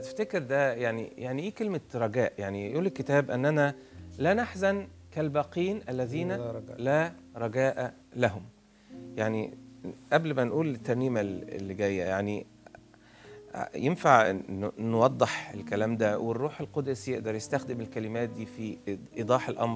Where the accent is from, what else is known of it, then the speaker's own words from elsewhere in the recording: Egypt; عزيزي المشارك الحزن في بلادنا مصر والمنطقة العربية